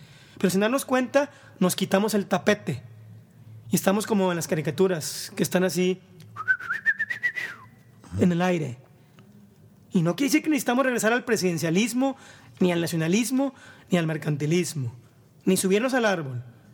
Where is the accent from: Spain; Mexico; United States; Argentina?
Mexico; sino con las diferencias que somos como mexicanos.